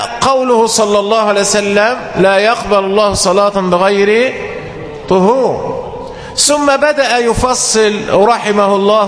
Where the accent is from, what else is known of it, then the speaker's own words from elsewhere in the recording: Egypt; وده عندنا في مصر وفي جميع البلاد العربية.